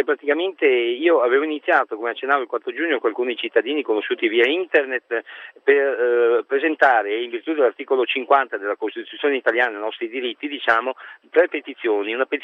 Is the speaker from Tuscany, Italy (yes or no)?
no; Venice, Veneto, Italy; now in Rome, Italy; Io sono da Venezia, sono venuto qui a Roma